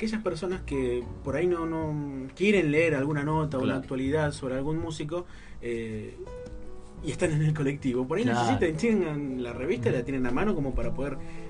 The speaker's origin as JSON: {"language": "Spanish", "town": "Moreno", "region": "Buenos Aires Province", "country": "Argentina", "said": "hasta, uh-huh, Moreno, de donde vengo yo"}